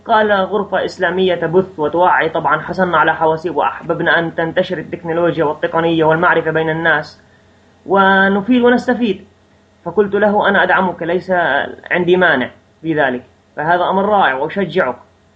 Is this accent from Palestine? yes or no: yes; Nablus, West Bank, Palestine; من فلسطين، الضفة الغربية، مدينة نابلس، الريف، منطقة الريف في نابلس. من مواليد عام 1980، أبلغ من العمر أو مضى من عمري حاليا 33 عاما